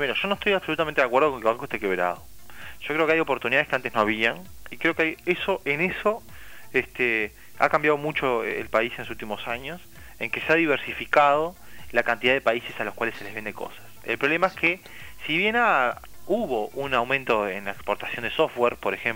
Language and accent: Spanish; Uruguay; Yo no también soy uruguayo, o sea, me incluyo en eso.